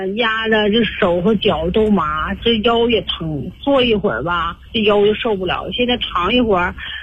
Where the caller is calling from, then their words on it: Baotou, Inner Mongolia, China; 我是包头的一个新朋友。